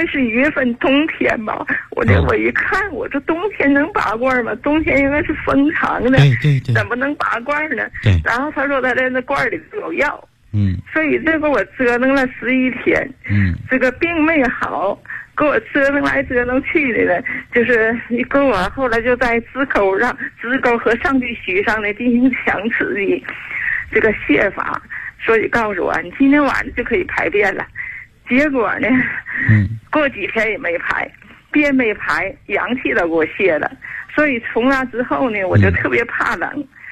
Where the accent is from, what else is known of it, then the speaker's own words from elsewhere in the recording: Shenyang, Liaoning, China; moved away as an adult; now in Chengdu, China; 我是地道的沈阳人。2007年呢，我在沈阳听过老师广播。